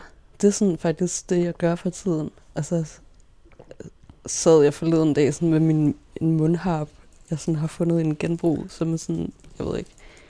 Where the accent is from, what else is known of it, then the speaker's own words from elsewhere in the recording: Roskilde, Zealand, Denmark; I Roskilde. Jeg blev født i Roskilde. Og det der, jeg sådan bor og vokser op